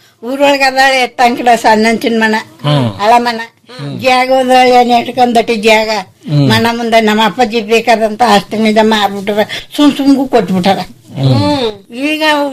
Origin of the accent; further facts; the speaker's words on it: Chinnamalli, Karnataka, India; ನಮ್ಮೂರೇ ಚಿನ್ನಮಳ್ಳಿ.